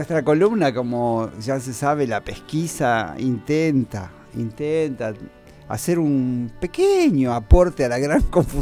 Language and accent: Spanish; Argentina; Estoy como un argentino de 60 años.